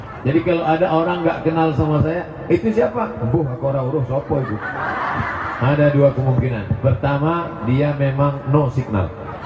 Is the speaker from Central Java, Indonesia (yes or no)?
no; Banyuwangi, East Java, Indonesia; Saya datang dari Water Smell Good. Water Smell Good itu artinya banyu wangi.